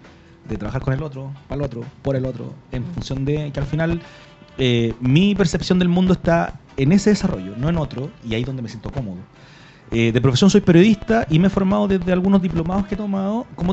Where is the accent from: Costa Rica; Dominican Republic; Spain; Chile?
Chile; Puente Alto, Santiago Metropolitan; Soy de uno de los barrios más antiguos de Puente Alto, que es frente a la Volcanita, la calle San Pedro con Concha y Toro. Mi abuelo era administrador de un fondo en el sector. Entonces mi familia lleva por lo menos 80 años viviendo ahí en el lugar.